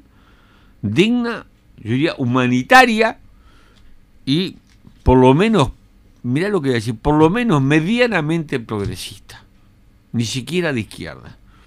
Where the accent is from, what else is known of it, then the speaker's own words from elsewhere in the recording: Uruguay; Que como uruguayos lo que estamos haciendo es exigirle al gobierno que tenga una actitud digna